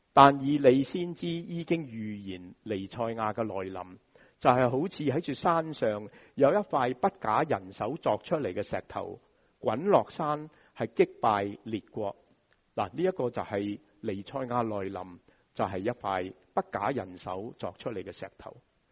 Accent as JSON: {"language": "Chinese", "country": "Hong Kong", "said": "我们香港人说排排坐"}